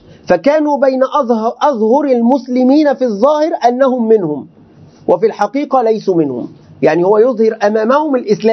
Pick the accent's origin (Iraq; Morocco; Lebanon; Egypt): Egypt; يعني عندنا في مصر توجد مجموعة ممن يدعون